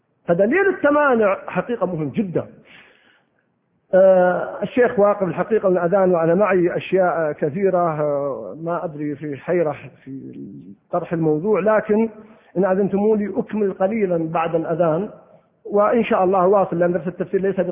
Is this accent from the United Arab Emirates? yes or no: no; Al-Qassim, Saudi Arabia; كان في وسط القصيم يعني في وسط بريدة، وإذا أردنا نذهب للقرية نذهب من مساحات قريتنا بعيدة جدا